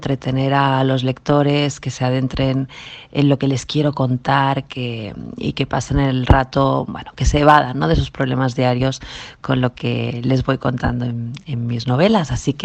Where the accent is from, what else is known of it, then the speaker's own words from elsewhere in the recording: Extremadura, Spain; una foto de mi pueblo de Extremadura